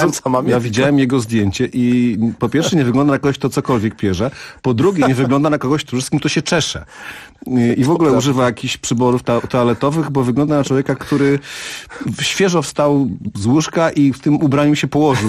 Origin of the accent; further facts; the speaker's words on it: Piła, Greater Poland Voivodeship, Poland; moved away as an adult; Nie, wyprowadziłem się, wyjechałem na studia, więc to po prostu taka przymusowa emigracja z moich rodzinnych okolic Piły.